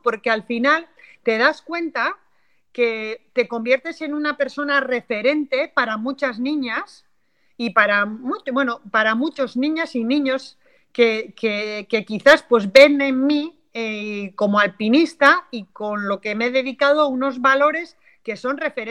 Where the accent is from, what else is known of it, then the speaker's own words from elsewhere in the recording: Basque Country, Spain; aquí yo soy del norte de España, del País Vasco, aquí hay muchísima montaña y mucha tradición para ir a la montaña